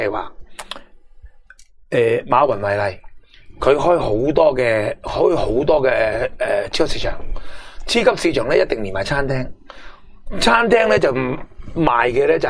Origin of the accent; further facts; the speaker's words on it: Hong Kong; 佢改变咗我哋香港人未来嘅消费模式，